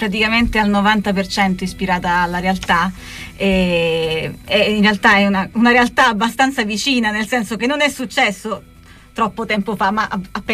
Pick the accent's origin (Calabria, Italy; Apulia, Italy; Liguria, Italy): Apulia, Italy; siamo andati nel suo paese originale, che non è nella mia regione, la Puglia, ma è fuori regione